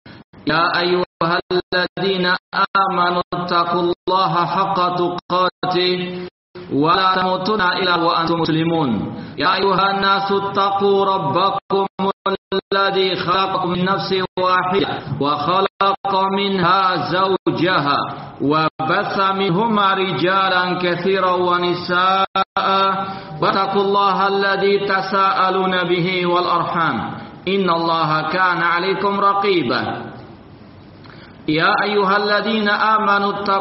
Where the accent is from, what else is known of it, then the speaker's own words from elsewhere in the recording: Surabaya, East Java, Indonesia; terutama di kota saya sendiri, kota Surabaya